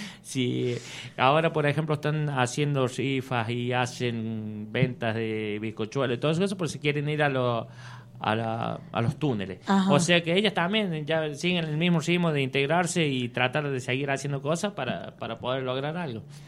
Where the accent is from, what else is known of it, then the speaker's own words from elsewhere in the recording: San Javier, Córdoba, Argentina; siempre hemos defendido, queremos más a San Javier que a otra cosa, ¿no es cierto?